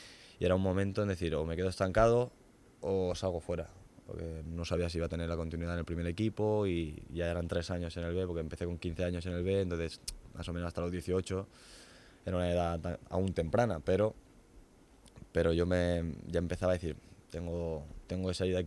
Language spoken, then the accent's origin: Spanish; Elche, Valencian Community, Spain; me encanta llevar a Elche por el mundo, ¿no? La verdad que estoy muy orgulloso de ser de donde soy